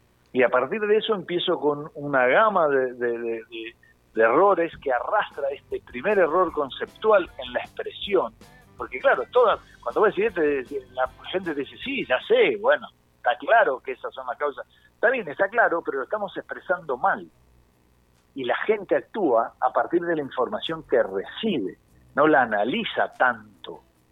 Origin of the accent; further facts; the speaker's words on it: La Plata, Buenos Aires Province, Argentina; Yo hoy estoy hablando con ustedes, soy de La Plata, porque la Casa Central de Seguros Rivadavia está en La Plata, pero hoy estoy en San Rafael dando charlas a empresas de transporte, ¿sí? En Zarapal, Mendoza.